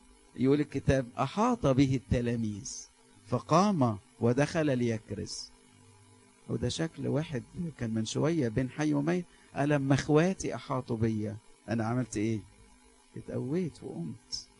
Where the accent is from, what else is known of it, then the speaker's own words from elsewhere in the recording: Alexandria, Alexandria Governorate, Egypt; وخاف إن المشهورة تكبر تكبر تكبر عندنا في اسكندرية